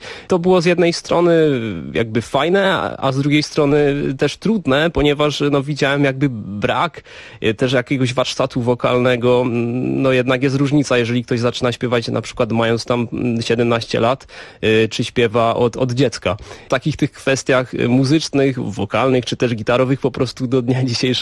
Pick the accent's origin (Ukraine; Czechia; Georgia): Czechia; bo tutaj te korzenie jakby no jednak mam z większości polskie. Myślę, że mogę siebie zdefiniować jako Polaka z Czech.